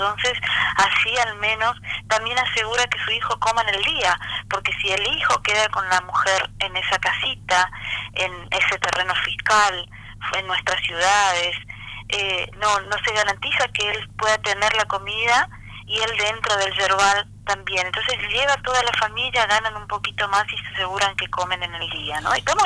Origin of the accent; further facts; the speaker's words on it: Oberá, Misiones, Argentina; Yo soy de Oberá. Oberá es la segunda ciudad de la provincia de Misiones, donde está la mayor producción de yerba mate. Vengo de un barrio de familias tareferas, ¿no? O sea, el barrio 100 hectáreas.